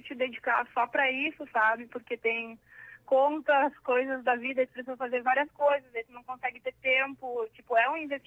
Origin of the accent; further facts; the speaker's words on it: Rio Grande, Rio Grande do Sul, Brazil; now in Porto Alegre, Brazil; Daí, eu sou de Rio Grande, né, comecei lá.